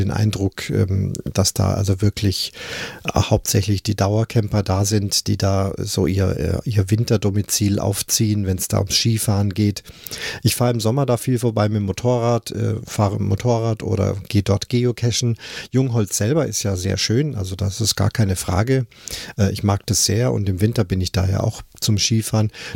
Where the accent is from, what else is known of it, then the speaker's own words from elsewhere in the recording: Munich, Bavaria, Germany; Das ging ja los in München, meiner Heimatstadt.